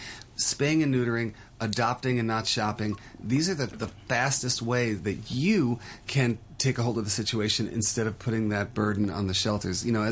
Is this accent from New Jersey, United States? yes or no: no; New York, United States; now in Hong Kong; I'm from New York, and Hong Kong is very much the same, apartment living.